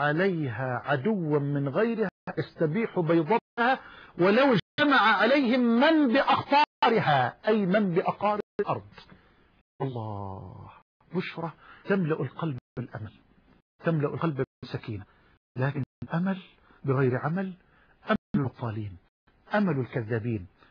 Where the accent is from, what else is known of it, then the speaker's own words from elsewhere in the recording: Egypt; وأسألك يا ربنا أن تجعل بلدنا مصر واحة للأمن والأمان